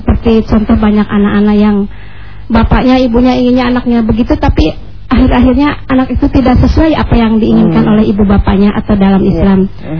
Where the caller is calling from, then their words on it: Cimalaka, West Java, Indonesia; Kami dari Majelis Taklim Al-Hidayah Desa Mandala Herang, Cimalaka, Kabupaten Sumedang.